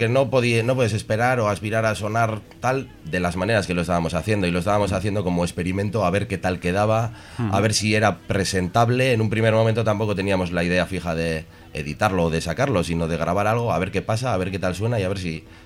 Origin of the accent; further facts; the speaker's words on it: Santurtzi, Basque Country, Spain; Sí, sí, somos los cuatro de Santurchi.